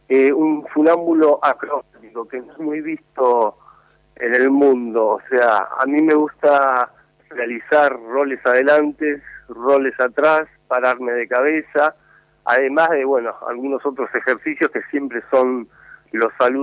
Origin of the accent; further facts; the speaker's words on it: Moreno, Buenos Aires Province, Argentina; born there; Yo nací en Moreno, sí, señor.